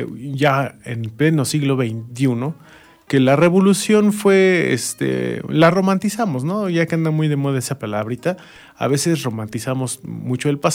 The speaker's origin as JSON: {"language": "Spanish", "country": "Mexico", "said": "lo que hacemos como mexicanos es celebrarlo con una fiesta, más en septiembre, adornamos, hacemos desfiles, etcétera, ¿no? Y nos sentimos bien mexicanotes"}